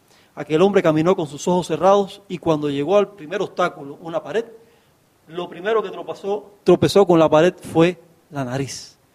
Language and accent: Spanish; Cuba; now in Bolivia; Yo no soy boliviano, ¿ves? Y vivo en Bolivia, yo soy cubano.